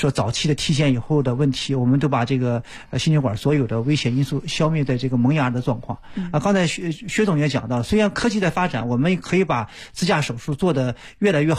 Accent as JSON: {"language": "Chinese", "town": "Yantai", "region": "Shandong", "country": "China", "tie": "born or raised there", "said": "是，所以我们就是因为我家乡在烟台，因为我母亲今年也87岁啊，需要我去照顾"}